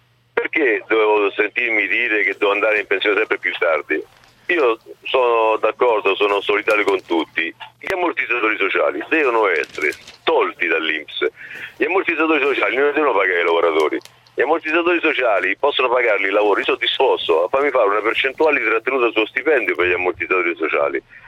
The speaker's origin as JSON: {"language": "Italian", "town": "Rome", "region": "Lazio", "country": "Italy", "moved": "yes", "lives_now": "Vicenza, Italy", "said": "No, sono romano, ma vivo a Vicenza da 30 anni"}